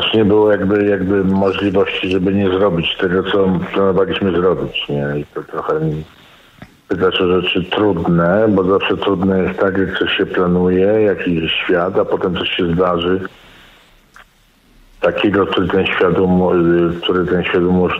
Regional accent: Lower Silesian Voivodeship, Poland; Mówię górnym ironicznie, bo jestem z Dolnego

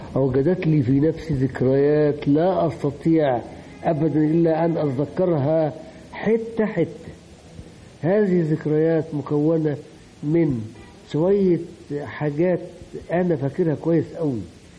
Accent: Upper Egypt, Egypt; now in Cairo, Egypt; وانا كنت جاي من الصعيد

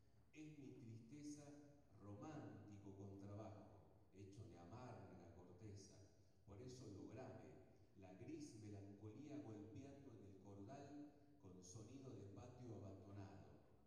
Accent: Salta, Argentina; Bueno, soy salteño, así que les doy la bienvenida a muchos hermanos latinoamericanos y de otras provincias de la Argentina.

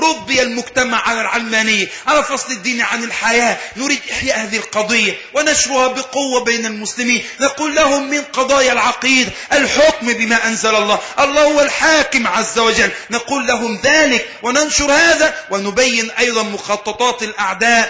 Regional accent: Alexandria, Alexandria Governorate, Egypt; عندنا في الإسكندرية عندما حدث انفلات أملي ولم يوجد وجود للشرطة تماما

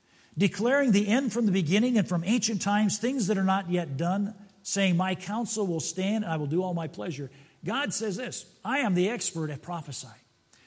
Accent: Fort Wayne, Indiana, United States; born there; I was born in Fort Wayne, Indiana.

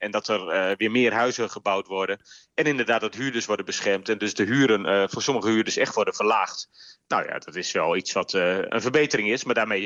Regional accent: Groningen, Netherlands; Ik ben een geboren en getogen Groninger.

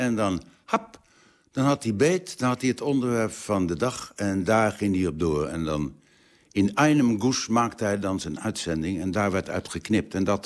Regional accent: The Hague, South Holland, Netherlands; We spraken een keurig Nederlands. Mijn vader was beeldend kunstenaar en tekenleraar. Mijn moeder kwam uit een keurige Haagse familie. Dus ik ben opgegroeid met het nette, gewone, gemiddelde Haags.

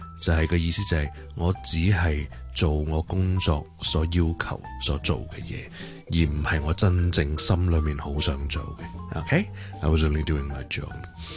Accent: Hong Kong; 一句我哋香港人好鍾意讲嘅说话，

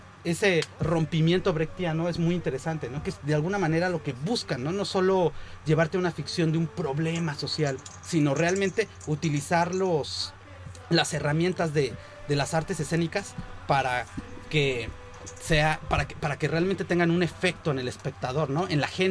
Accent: Mexico; now in Spain; como mexicano que hace arte en España

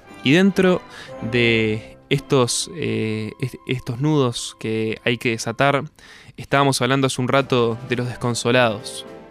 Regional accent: Uruguay; nos identifica a todos como uruguayos

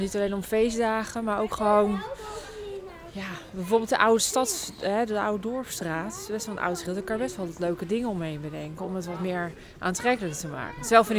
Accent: The Hague, South Holland, Netherlands; Ik kom zelf uit Den Haag oorspronkelijk. Dat was natuurlijk een wat drukkere omgeving.

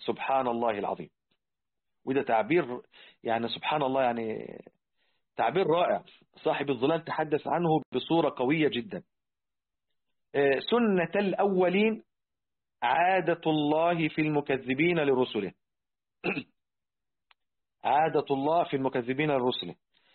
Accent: Egypt; احنا حتى عندنا في مصر الآن

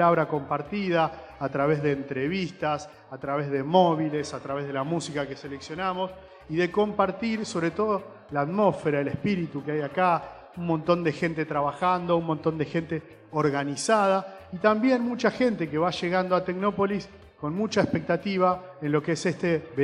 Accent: Rosario, Santa Fe, Argentina; Pero bueno, loco, somos rosarinos, ¿qué creen?

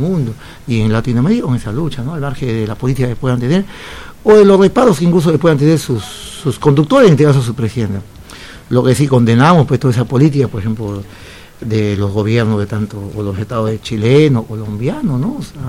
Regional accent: Peru; nosotros los sentimos así siendo peruanos, los sentimos como latinoamericanos

